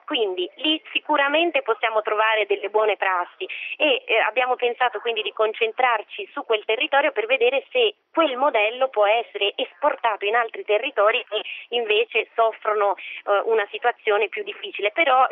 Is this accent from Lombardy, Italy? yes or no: yes; Lombardy, Italy; non solo perché io sono brianzola e quindi è un territorio che conosco molto bene